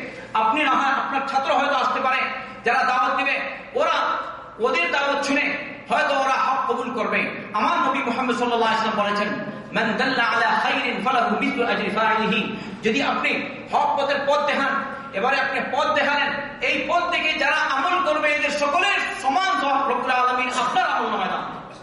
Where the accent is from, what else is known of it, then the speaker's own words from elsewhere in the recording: Bangladesh; আমি বললাম আমি কলকাতা না, আমি হচ্ছি বাংলাদেশি, আর এ হচ্ছে কলকাতা।